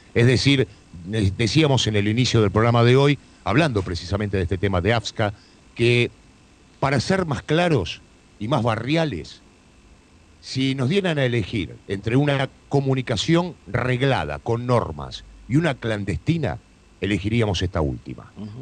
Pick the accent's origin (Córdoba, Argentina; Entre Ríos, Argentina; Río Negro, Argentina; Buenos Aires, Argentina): Buenos Aires, Argentina; born there; now in Partido de la Costa, Argentina; Mirá, no somos nosotros oriundos del Partido de la Costa. Uh-huh. Somos nacidos en la ciudad de Buenos Aires, todos los que integramos la radio.